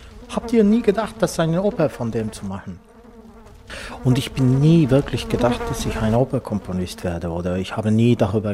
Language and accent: German; Estonia; German is a second language; moved away as an adult; also born or lived in Finland / Sweden; now in Berlin, Germany; Ich bin ja 18 gewesen, bin ich aus Estland umgezogen.